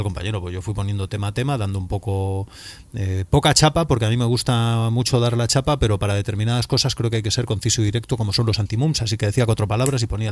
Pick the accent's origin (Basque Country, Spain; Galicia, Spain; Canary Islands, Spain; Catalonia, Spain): Galicia, Spain; Vigo; como yo soy de Vigo